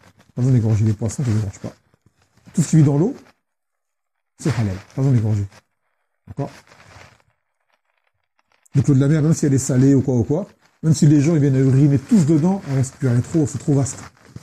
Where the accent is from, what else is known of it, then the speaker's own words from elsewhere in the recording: Yemen; chez nous, au Yémen, c'est la salle de bain et les toilettes, c'est le même lieu